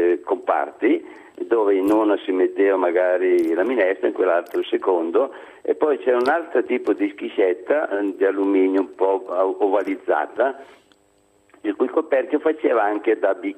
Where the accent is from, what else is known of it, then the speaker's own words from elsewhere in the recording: Milan, Lombardy, Italy; born there; also born or lived in Stradella; io sono milanese di nascita e da Milano sono stati sfollati in tempo di guerra nel 42 a Stradella, e da Stradella andavo a scuola a Voghera